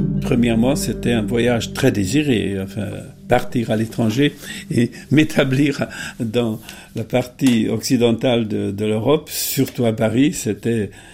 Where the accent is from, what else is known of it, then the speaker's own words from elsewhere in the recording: Hungary; French is a second language; je suis maintenant à la retraite du CNRS et je suis surtout établi physiquement en Hongrie, dont je suis originaire, parce que c'est mon pays natal.